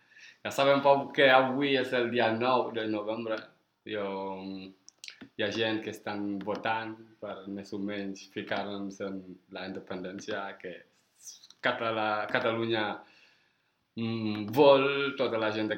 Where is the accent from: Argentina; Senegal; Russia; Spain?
Senegal; jo soc del Senegal i ho estic veient molt